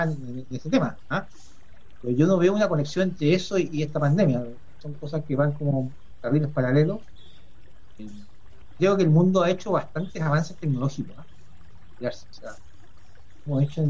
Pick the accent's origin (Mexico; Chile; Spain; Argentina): Chile; Nosotros como chilenos somos capaces de superar esta diferencia